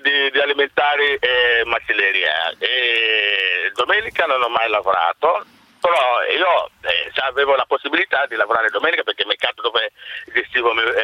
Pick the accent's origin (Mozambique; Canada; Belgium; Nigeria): Nigeria; now in Italy; Io sono dalla Nigeria.